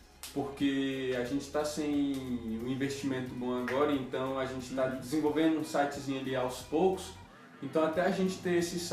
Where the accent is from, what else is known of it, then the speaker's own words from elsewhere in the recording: Brasília, Federal District, Brazil; Principalmente aqui, a gente é de Brasília, né?